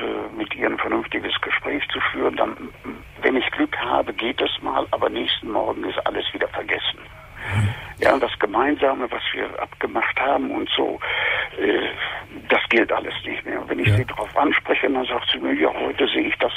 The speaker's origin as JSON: {"language": "German", "region": "East Germany", "country": "Germany", "said": "Wie gesagt, ich bin Jahrgang 38, stamme aus dem Osten, habe als Kind im Krieg ganz schlimm erlebt"}